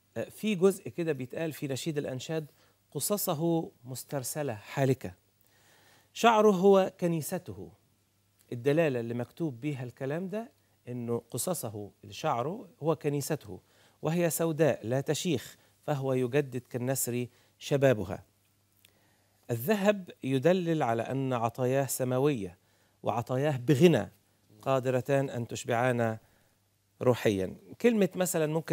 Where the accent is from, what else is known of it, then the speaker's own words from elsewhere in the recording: Sohag Governorate, Egypt; زينا الصعيدة انا صعيدي انا راجل سوهاجي